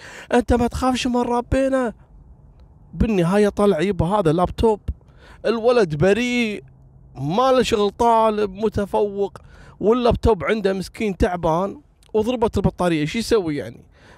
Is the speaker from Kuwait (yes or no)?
yes; Kuwait; اليوم بقول لكم قصة غريبة حصلت عندنا في الكويت تقريبا قبل 7 سنوات